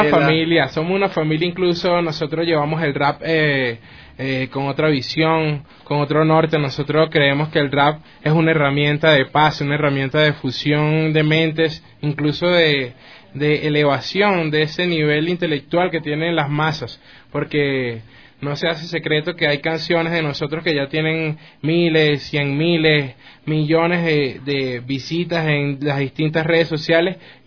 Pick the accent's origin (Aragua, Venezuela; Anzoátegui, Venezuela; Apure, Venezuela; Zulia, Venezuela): Aragua, Venezuela; Maracay; vengo desde Maracay, Venezuela.